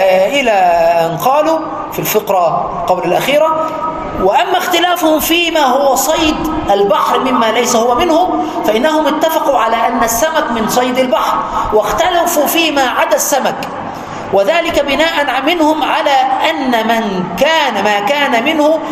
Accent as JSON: {"language": "Arabic", "town": "Aswan", "region": "Aswan Governorate", "country": "Egypt", "tie": "born or raised there", "said": "وعاشرته في بلدي أسوان وأنا صغير 5 سنين"}